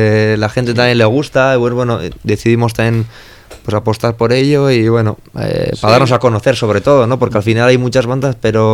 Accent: Basque Country, Spain; first language Basque; Spanish is a second language; nuestra cultura, euskaldun, del entorno, pues siempre hemos defendido el euskera como nuestro idioma materno.

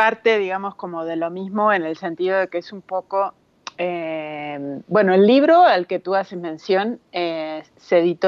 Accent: Uruguay; now in Mexico; yo como uruguaya, ya desde que llegué a México me di cuenta

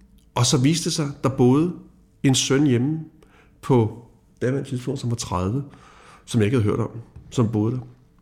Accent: Birkerød, Capital Region of Denmark, Denmark; Og jeg er jo fra Birkerød, og har aldrig rørt et våben.

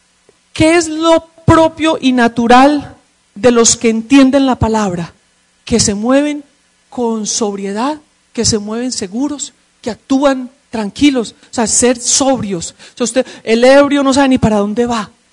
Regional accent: Medellín, Antioquia, Colombia; born there; como dicen en la tierra hermosa de donde nací, en Medellín, es diciendo, haciendo y listo.

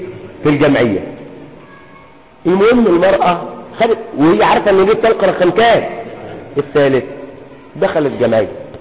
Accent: Egypt; خصوصا في عرفنا نحن كمصريين أن تخدمه.

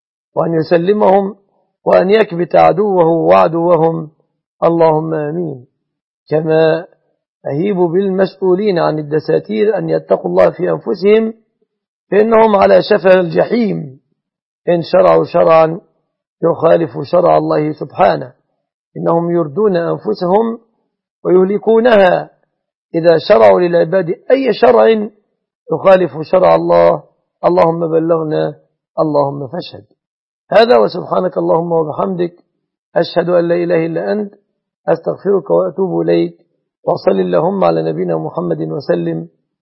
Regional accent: Egypt

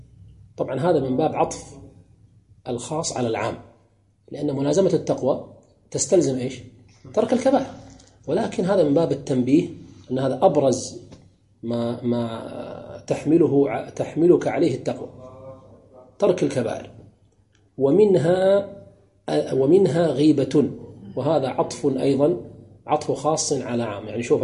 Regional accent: Kuwait; مثلا ككويتيين ليس من المروءة أن تدخل العرس بثوب بدون لا تغطي رأسك

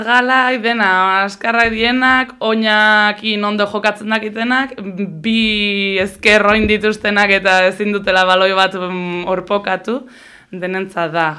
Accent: Hondarribia, Basque Country, Spain; ni Hondarribikoa naiz

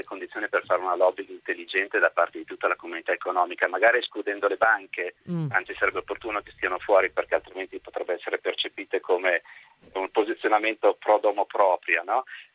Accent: Milan, Lombardy, Italy; Sono un ognomo di Zurigo, ma soprattutto sono un milanese doc

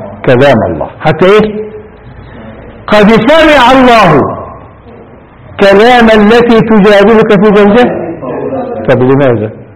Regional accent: Egypt; إحنا هنا نستعملها كمصريين، ولك يا بني آدم يعني إيه؟

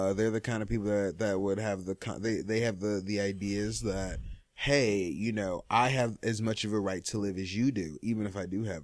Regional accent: Nigeria; But yeah, me being Nigerian, I've dealt with a lot of fuck.

